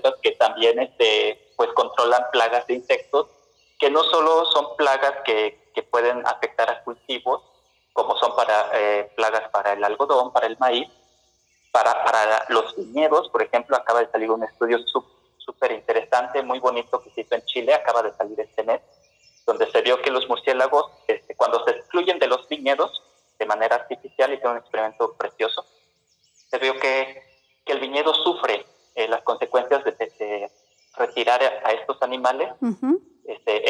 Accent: Veracruz, Mexico; como buen veracruzano, una taza de café sin azúcar

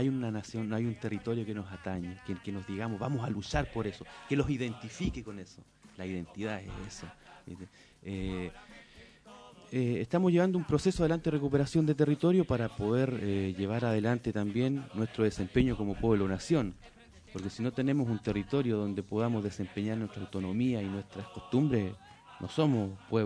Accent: Chile; now in Argentina; Relacionado a lo que es mi comunidad, a lo que es el pueblo mapuche, yo soy del Gulumapu, del otro lado de la cordillera.

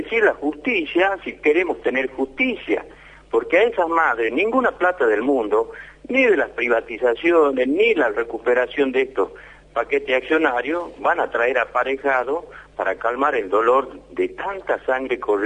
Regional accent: Argentina; nos han hecho como argentinos, como trabajadores y como ciudadanos

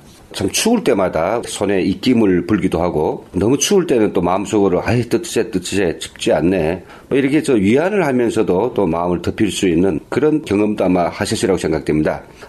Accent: North Korea; 탈북자로서 제가 북에서 느꼈던 것과 여기서 체험하는 것이 어떤 차이가 있는지 그런 걸 이야기하려고 해요.

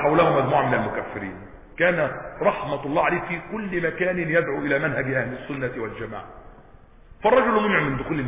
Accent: Egypt; ليس مثلنا احنا مصريين

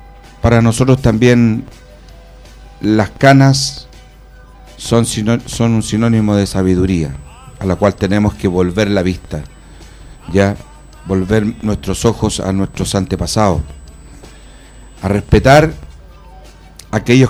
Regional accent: Puente Alto, Santiago Metropolitan Region, Chile; soy de Puente Alto, nacido, criado, estudiado, trabajado y enterrado los bajos de Mena, seguramente, puentealtino de todo corazón y amo mucho mi comuna

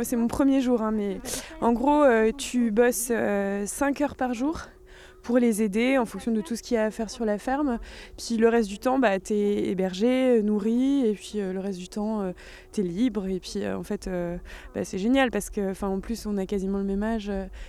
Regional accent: Paris, Île-de-France, France; Bah, moi, je viens de Paris. Je suis le prototype de la bobo parisienne au bord du burn-out

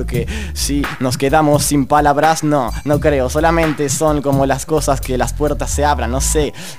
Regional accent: Neuquén, Argentina; now in La Plata, Argentina; Vos sabés, estamos en La Plata, yo soy de Neuquén.

